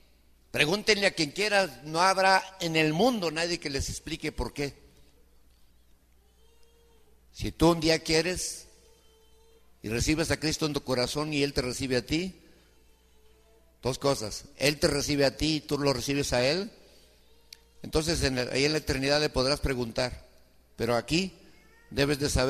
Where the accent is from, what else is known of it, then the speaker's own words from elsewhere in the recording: Mexico; born there; Nosotros somos mexicanos porque nacimos en México.